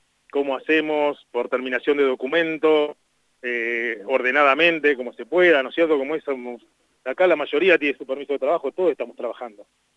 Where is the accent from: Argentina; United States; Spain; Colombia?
Argentina; La Pampa; Nosotros nacimos en La Pampa, crecimos con esto, es parte de nuestra cultura